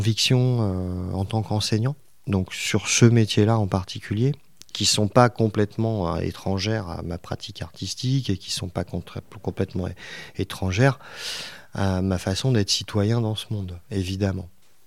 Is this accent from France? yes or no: yes; Paris, Île-de-France, France; born there; Moi, je suis né à Paris, mais toute ma famille, père et mère, sont de la région, en fait.